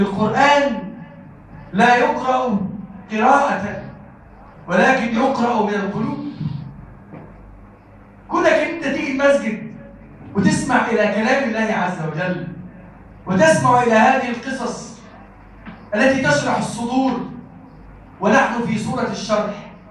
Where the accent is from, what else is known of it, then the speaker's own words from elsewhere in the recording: Egypt; اللهم اجعل بلدنا مصر بلدا آمنا مطمئنا وسائر بلاد المسلمين.